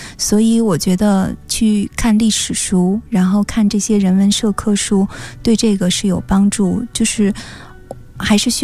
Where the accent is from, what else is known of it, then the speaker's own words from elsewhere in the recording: China; 可能我们中国人不太容易接受